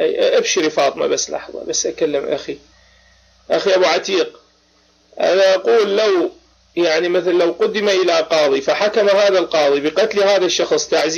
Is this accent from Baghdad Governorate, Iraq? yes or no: yes; Baghdad, Baghdad Governorate, Iraq; لا أنا من العراق، أنا عراقي بغدادي. نعم تمام، أنا عراقي.